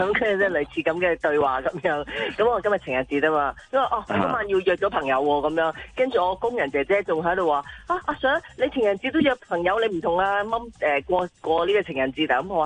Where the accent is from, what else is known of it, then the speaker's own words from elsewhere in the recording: Hong Kong; 我们香港人